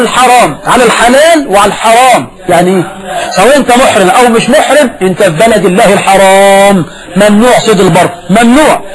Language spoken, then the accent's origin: Arabic; Egypt